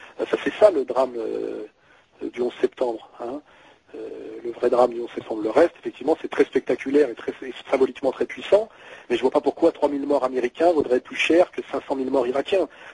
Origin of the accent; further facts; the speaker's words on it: France; moi je suis français, je suis patriote